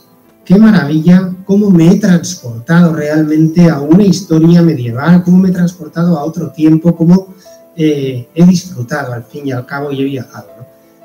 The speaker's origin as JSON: {"language": "Spanish", "region": "Basque Country", "country": "Spain", "said": "recorrer los senderos de mi tierra, del País Vasco"}